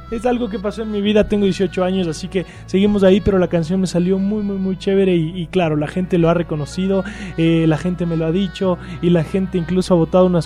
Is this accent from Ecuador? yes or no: yes; Quito, Pichincha, Ecuador; born there; Bueno, yo nací en Quito, soy quiteño. Soy estudiante, tengo 18 años recién